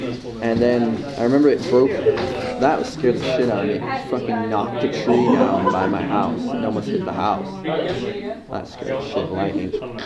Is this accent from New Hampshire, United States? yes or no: no; New York, United States; Growing up in New York as a little kid.